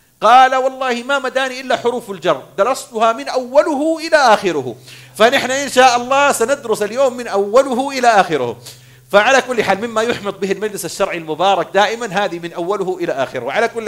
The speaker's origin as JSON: {"language": "Arabic", "country": "Saudi Arabia", "lives_now": "Bahrain", "said": "أنا سعودي أعمل في البحرين، فأنا أعد في نظرة أيوفي بحريني"}